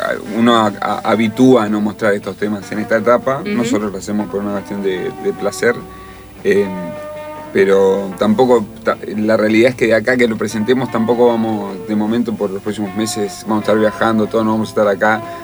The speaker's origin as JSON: {"language": "Spanish", "region": "Buenos Aires", "country": "Argentina", "tie": "born or raised there", "said": "Yo, mi papá es santafesino, mi mamá de Chubut. Soy el único porteño de toda mi familia porque nací acá, igual me siento un porteño."}